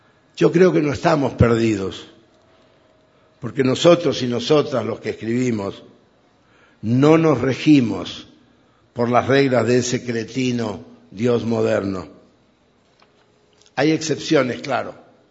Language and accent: Spanish; Chaco, Argentina; el Chaco, mi tierra, está llena de pelotudos, pero gilipollas no hay ni uno.